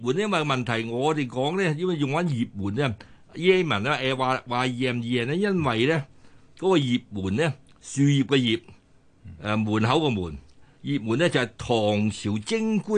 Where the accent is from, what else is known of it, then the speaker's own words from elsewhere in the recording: China; 咁我哋中國人就攞28，印度人就攞27。